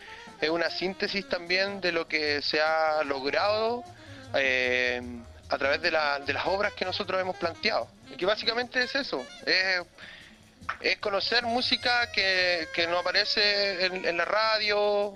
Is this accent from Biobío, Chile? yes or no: no; Antofagasta, Chile; now in Santiago, Chile; Más para nosotros que venimos de Antofagasta